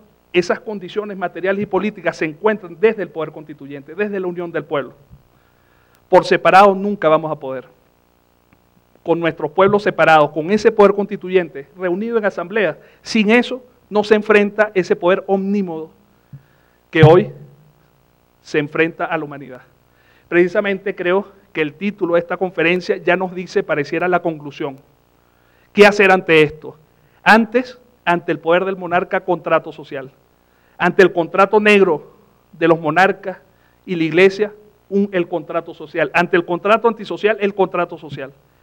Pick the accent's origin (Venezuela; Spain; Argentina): Venezuela; todos los sectores en mi país entendieron la necesidad de una constitución como la que estábamos haciendo. De hecho, la constitución en Venezuela gana con un 80%